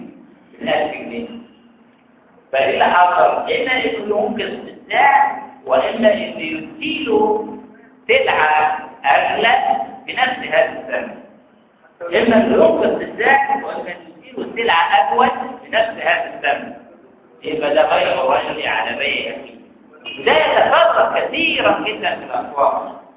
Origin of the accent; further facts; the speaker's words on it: Egypt; ودي نظريات لاحتقار السوق عندنا في مصر قايم عليها